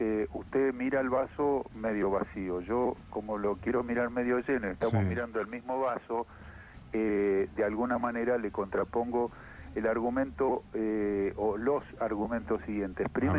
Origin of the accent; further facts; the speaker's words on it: Argentina; cosa que como argentino me duele muchísimo